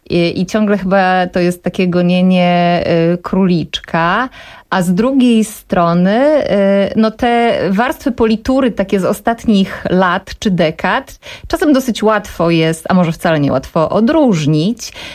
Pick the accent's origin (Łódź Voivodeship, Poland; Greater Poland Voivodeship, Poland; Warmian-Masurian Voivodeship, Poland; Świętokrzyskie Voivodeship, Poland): Świętokrzyskie Voivodeship, Poland; bo ja pochodzę ze Świętokrzyskiego